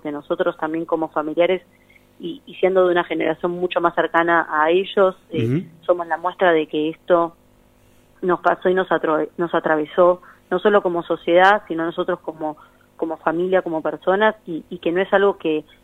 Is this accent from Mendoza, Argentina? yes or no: no; Buenos Aires, Argentina; yo soy de Pompeya